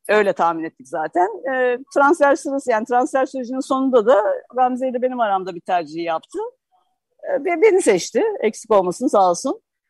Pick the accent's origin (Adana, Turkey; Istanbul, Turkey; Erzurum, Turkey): Istanbul, Turkey; also born or lived in Trabzon; Şöyle, doğumum Trabzon Çaykara ama İstanbul'da yani büyüdüm.